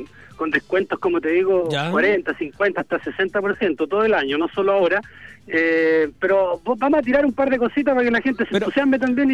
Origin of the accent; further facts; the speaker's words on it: Talca, Maule, Chile; nosotros no somos de Santiago, no somos de Arica, somos talquinos. Nosotros somos emprendedores talquinos